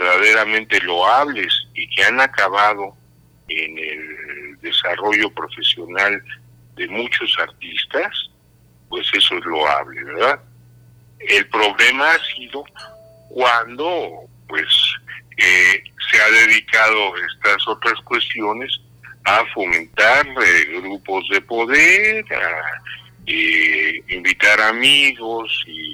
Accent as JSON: {"language": "Spanish", "country": "Mexico", "tie": "born or raised there", "said": "todas las personas que nacimos y vivimos aquí en México"}